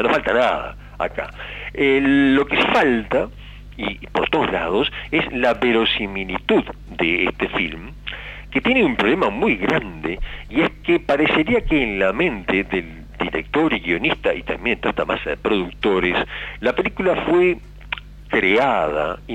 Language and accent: Spanish; Uruguay; yo soy auténticamente uruguayo, le digo por aquellos que piensan que soy uruguayo, y además de origen napolitano, no pude ser italiano.